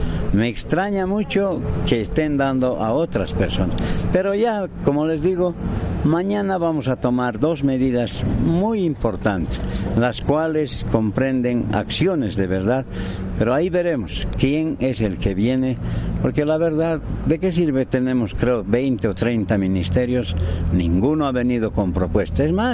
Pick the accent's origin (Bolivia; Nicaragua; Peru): Bolivia; La Paz; nosotros estamos recibiendo la donación de mi pueblo, de mi ciudad, que es La Paz, y mis vecinos.